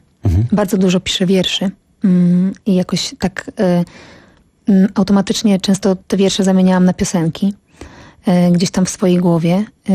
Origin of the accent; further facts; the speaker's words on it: Pradła, Silesian Voivodeship, Poland; now in Kraków, Poland; ja pochodzę z Pradeł. To jest taka mała miejscowość w województwie śląskim. No a obecnie od 10 lat mieszkam w Krakowie.